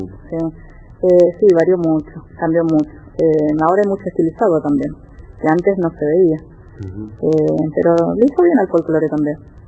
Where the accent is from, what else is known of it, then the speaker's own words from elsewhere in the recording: Argentina; Y tenemos que mostrarle al mundo la manera de, como patria, como persona, como argentino.